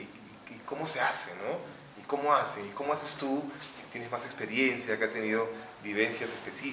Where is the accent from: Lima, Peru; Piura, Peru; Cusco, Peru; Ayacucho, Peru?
Lima, Peru; yo vengo desde Huaraz, o sea, soy de Lima pero trabajo allá